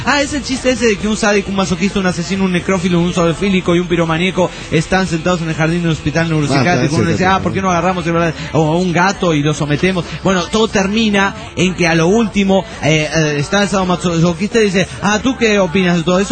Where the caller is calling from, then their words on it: Bahía Blanca, Buenos Aires Province, Argentina; Les cuento que … de Bahía Blanca, República Argentina.